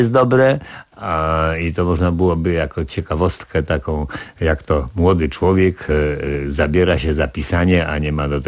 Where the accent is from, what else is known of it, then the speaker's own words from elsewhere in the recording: Warsaw, Masovian Voivodeship, Poland; bo wychowałem się na Marymoncie